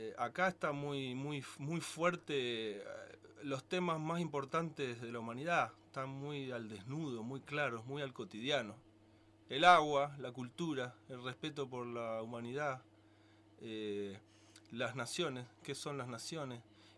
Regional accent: Buenos Aires, Argentina; born there; En Buenos Aires, que es un país, es el país donde yo nací, porque Buenos Aires es otro país, lo confirmo cada vez más.

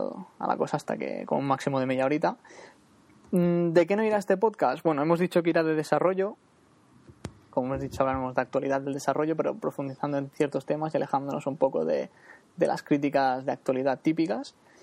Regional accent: Girona, Catalonia, Spain; de Gerona. Soy, bueno, sí, estoy en Cataluña, no, aún somos parte de España

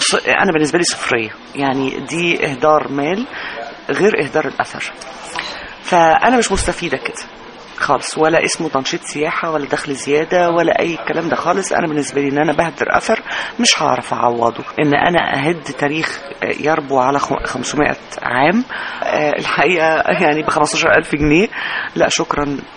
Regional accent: Egypt; وزارة الأثار هي وزارة معنية بإدارة الأثر المملوك لي أنا كشعب مصري

